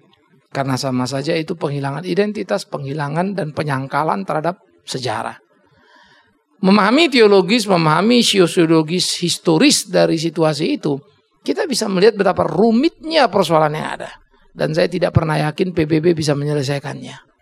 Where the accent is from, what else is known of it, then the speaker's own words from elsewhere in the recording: Pematangsiantar, North Sumatra, Indonesia; Kampung saya di center sana. Tempat lahir saya gak punya tanah di sana. Tapi bukan berarti saya tidak menjadi orang Siantar, saya bukan menjadi orang Batak lagi.